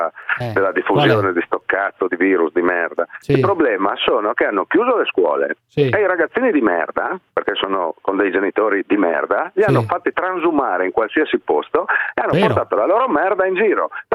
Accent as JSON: {"language": "Italian", "town": "Udine", "region": "Friuli-Venezia Giulia", "country": "Italy", "said": "Di Padova, sono di Udine, sono io."}